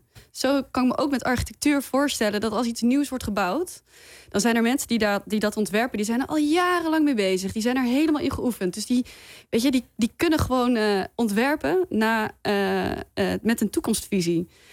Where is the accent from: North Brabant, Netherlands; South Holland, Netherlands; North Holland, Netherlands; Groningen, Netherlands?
North Brabant, Netherlands; Breda; Ik kom uit Breda.